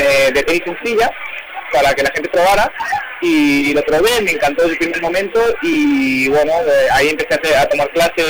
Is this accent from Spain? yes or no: yes; Madrid, Community of Madrid, Spain; y además es en casa, y yo soy de Madrid